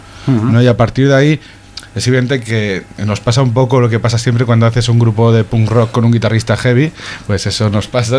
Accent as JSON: {"language": "Spanish", "town": "Esplugues de Llobregat", "region": "Catalonia", "country": "Spain", "lives_now": "Barcelona, Spain", "said": "tanto el guitarrista Rubén como yo somos de Esplugas, de Llobregat, que está al lado. Yo ya hace años que yo en Sants, en Barcelona"}